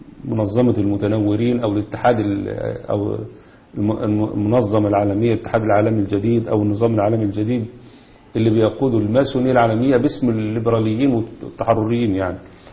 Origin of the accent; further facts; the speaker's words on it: Egypt; الشبكات الرئيسية اللي موجودة عندنا في مصر